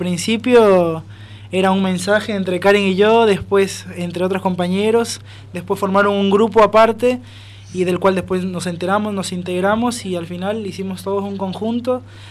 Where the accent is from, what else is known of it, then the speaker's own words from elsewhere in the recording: Peru; moved away; Yo soy de Perú.